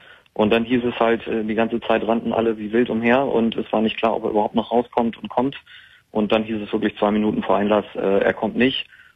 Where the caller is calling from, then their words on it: Hamburg, Germany; Ich komme halt aus Hamburg